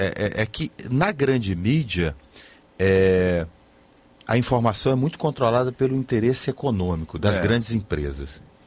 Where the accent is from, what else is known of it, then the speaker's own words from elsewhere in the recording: Rio Grande do Norte, Brazil; Eu sou nordestino, sou lá do Rio Grande do Norte, sou potiguar, né?